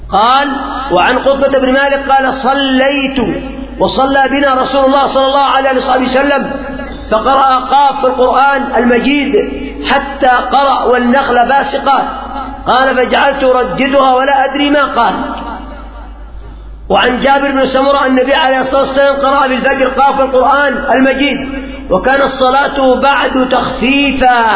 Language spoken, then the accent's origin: Arabic; Yemen; إلا عندنا في اليمن